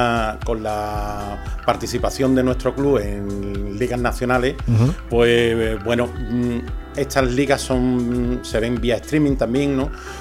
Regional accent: Andalusia, Spain; somos andaluces, pero trabajamos bien

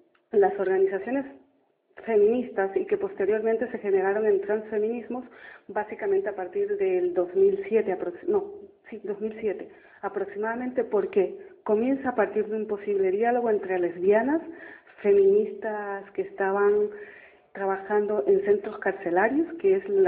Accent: Ecuador; como ecuatoriana y desde donde vengo, me marca mucho la ideología, las formas de pensamiento del movimiento indígena

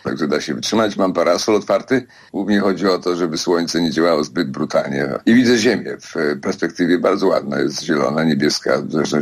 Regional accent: Poznań, Greater Poland Voivodeship, Poland; Jestem poznaniak na uchodźstwie w tej chwili, prawda?

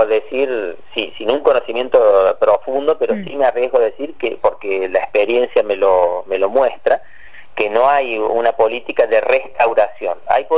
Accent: Córdoba, Argentina; yo soy de Punilla y ya lo he vivido de chico a eso, ¿no? De ver esa corona de fuego sobre la sierra, porque yo vivía ahí en la falda, cerca de pegadito a la sierra

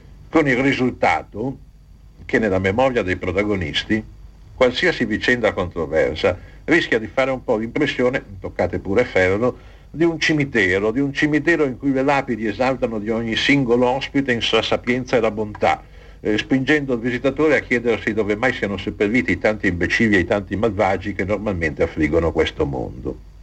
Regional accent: Milan, Lombardy, Italy; e in effetti sono milanese

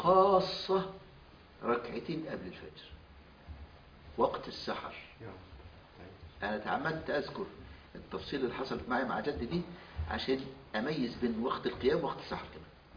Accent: Al-Badari, Asyut Governorate, Egypt; born there; مسقط رأسي مركز البداري محافظة أسيوط في صعيد مصر

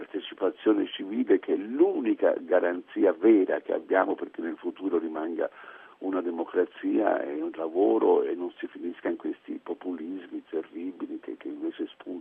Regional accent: Tuscany, Italy; avevo una delusione tale che da buon toscano, devo dire, ho girato questa tristezza in una forma ironica

